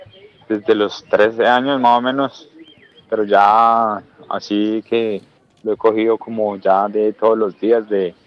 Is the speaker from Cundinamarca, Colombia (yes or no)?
yes; Soacha, Cundinamarca, Colombia; also born or lived in Bogotá; yo nací en Bogotá, en el hospital de Osa, pero me crié en Soacha.